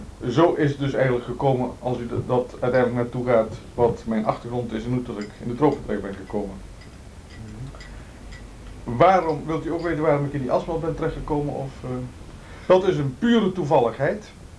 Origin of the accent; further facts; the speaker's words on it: 's-Hertogenbosch, North Brabant, Netherlands; born there; Geboren in Den Bosch, 1931. Ik ben geboren uit een artistiek nest